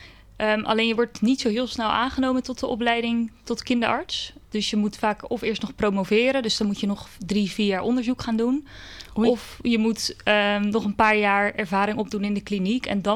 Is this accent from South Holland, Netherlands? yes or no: yes; Schiedam, South Holland, Netherlands; now in Rotterdam, Netherlands; Ik ben 25 jaar en ik kom uit Schiedam. Daar heb ik eigenlijk mijn hele leven gewoond. Maar nu sinds een paar maanden woon ik in Rotterdam. En ik heb in Schiedam ook altijd op school gezeten. Op Spieringzoek, de middelbare school gedaan.